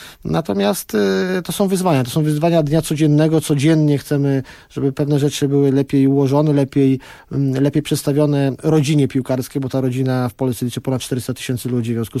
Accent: Kraków, Lesser Poland, Poland; Znam go z Krakowa, ja jestem z Krakowa, trener Nawałka jest z Krakowa.

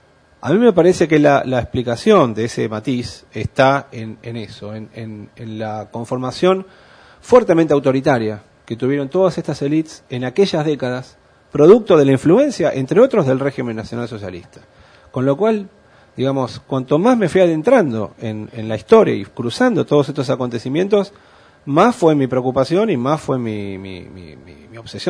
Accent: Argentina; No me es ajeno, por supuesto, como argentino, porque el papel de la Argentina fue particularmente oscuro en aquellos años

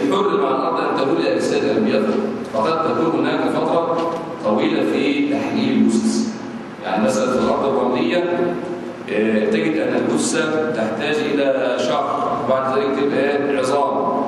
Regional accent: Egypt; أما نحن في بلادنا مصر فعندنا حجر وليس عندنا مقابر

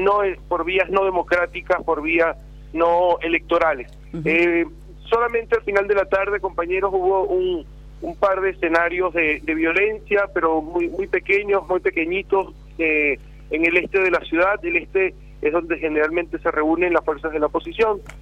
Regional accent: Venezuela; Acá en Venezuela hay un dicho

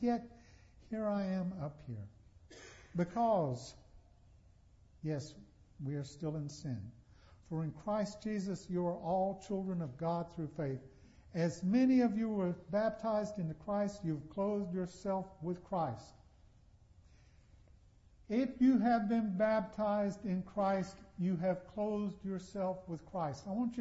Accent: Charlotte, North Carolina, United States; born there; And I would say, well, I was born in Charlotte, here in North Carolina.

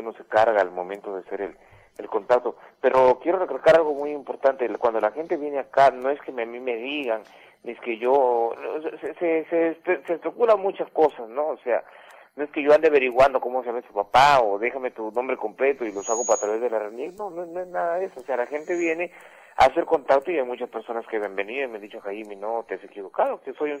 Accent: Talara, Piura, Peru; yo soy de Talara, de un distrito que se llama El Alto.

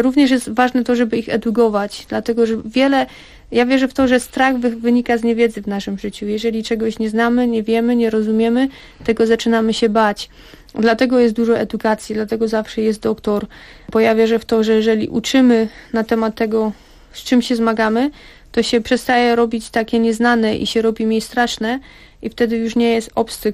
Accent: California, United States; Aczkolwiek też jako osobowość jestem osobą radosną i to, że wychowałam się na osobę dorosłą już w Kalifornii, gdzie jednak kultura jest troszeczkę inna, sposób bycia na co dzień jest inny.

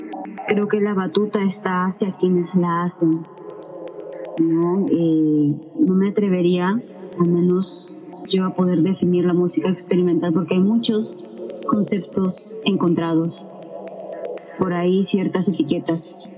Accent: Lima, Peru; Soy de Lima, Perú.

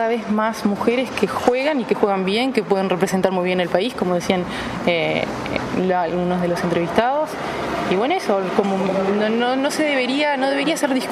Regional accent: Salto, Uruguay; Entonces tuve la oportunidad de ir a Salto, porque soy de Salto

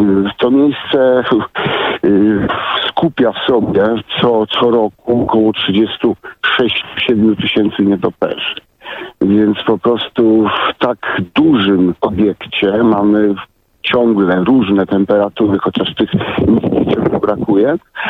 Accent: Wrocław, Lower Silesian Voivodeship, Poland; bo ja jestem z Wrocławia

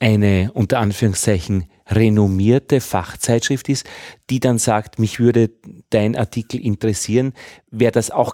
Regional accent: Upper Austria, Austria; ich bin aus Oberösterreich, wo es auch jetzt noch Honig gibt

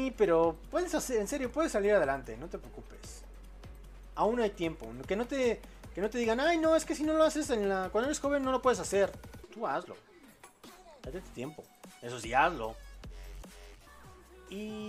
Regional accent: Chile; por lo que ocurrirá en mi país, Chile

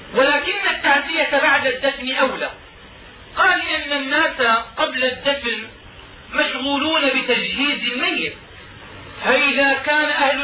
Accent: Damascus, Damascus Governorate, Syria; وهكذا كان يفعل العلماء عندنا في دمشق

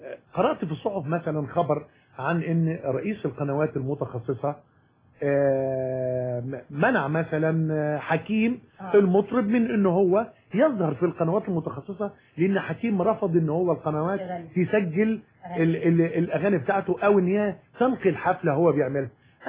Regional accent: Egypt; احنا عندنا في مصر يمكن المشكله ان احنا بنتعامل مع البطل المعاق على انه معاق

